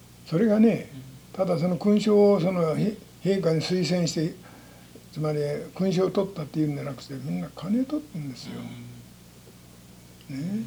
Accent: Okayama, Japan; 岡山県です。

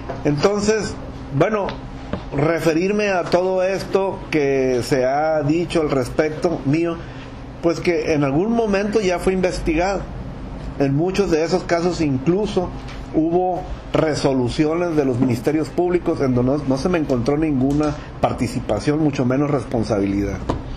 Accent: Mexico; yo primero soy un ciudadano mexicano

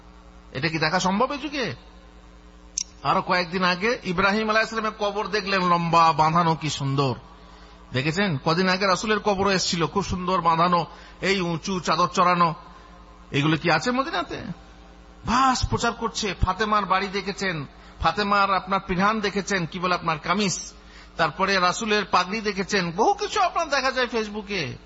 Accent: India; আমি হচ্ছি ইন্ডিয়ান লোক, তো আমি বাংলাদেশের এনজিও সম্পর্কে কি জানবো?

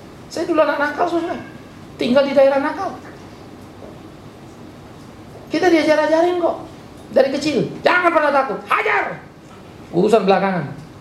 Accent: Pematangsiantar, North Sumatra, Indonesia; Saya orang Siantar, saudara.

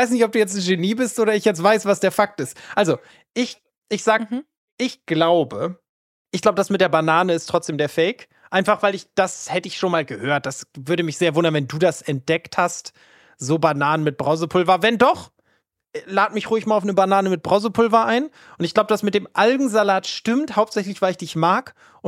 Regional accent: Northern Germany, Germany; Ich bin aus Norddeutschland

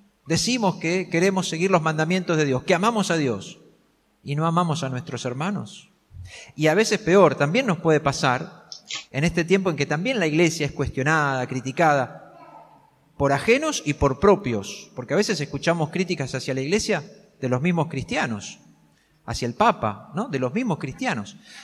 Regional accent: Argentina; en este tiempo que nos toca vivir como argentinos

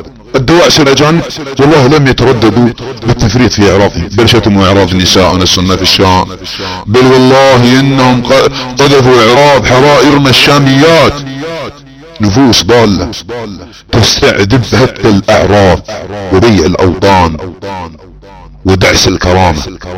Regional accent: Saudi Arabia; accent: Saudi; على لهجتنا السعوديه

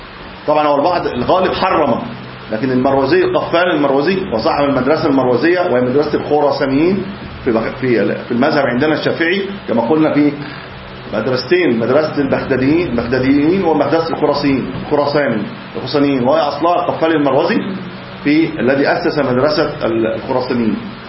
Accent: Egypt; طبعا احنا عندنا في مصر خلاط، يعني في عليه خلاط، احنا خلاط في مصر،

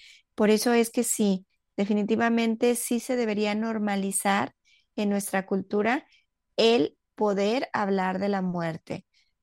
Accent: Mexico; en México, que es el país donde yo vivo y de donde soy.

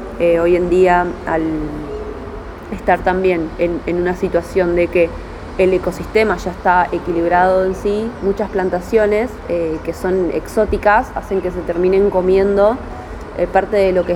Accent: Berazategui, Buenos Aires Province, Argentina; soy ciudadana de Berazategui de toda la vida.

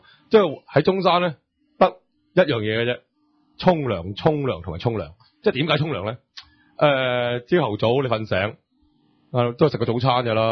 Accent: Hong Kong; 我哋香港人嚟噶嘛，要數啊嘛

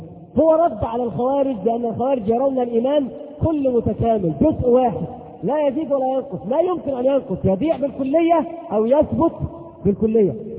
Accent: Egypt; إن الذي يختلف عندنا في مصر يقولون مثل عظيم جدا

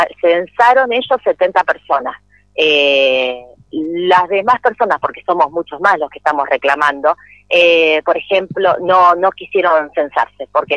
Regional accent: Buenos Aires, Argentina; yo todavía no pude hacer el cambio de domicilio, soy de Buenos Aires

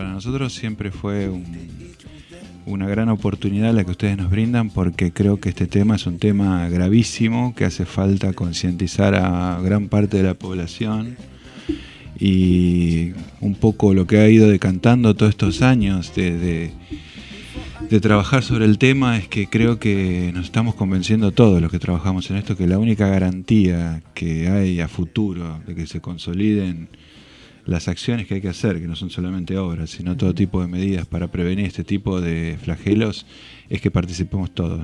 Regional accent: La Plata, Buenos Aires Province, Argentina; yo soy platense

